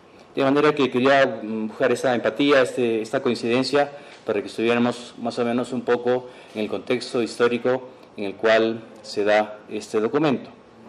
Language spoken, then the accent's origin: Spanish; Peru; sobre todo nosotros como peruanos